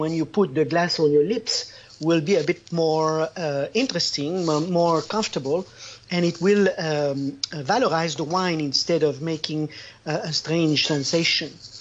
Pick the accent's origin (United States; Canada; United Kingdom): Canada; born there; I'm Canadian by birth, but Italian by love. I married an Italian woman. I got the passport.